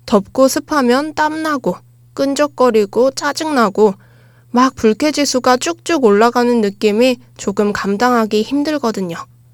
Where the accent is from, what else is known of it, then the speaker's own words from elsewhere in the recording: Texas, United States; now in South Korea; 저는 어렸을 때 미국의 텍사스주에 살았는데요. 거긴 따뜻한 곳이라서 겨울에 눈이 오는 일이 거의 없었어요. 근데 딱 한국에 입국했을 때